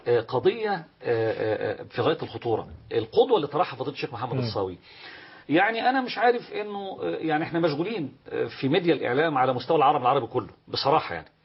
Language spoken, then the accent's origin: Arabic; Monufia Governorate, Egypt; أنت فلاح زي بس أنا من المنوفية وانت منين؟